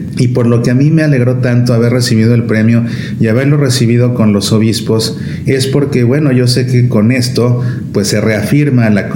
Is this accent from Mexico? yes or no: yes; Mexico; Obviamente, como buen mexicano, me encantan los tacos.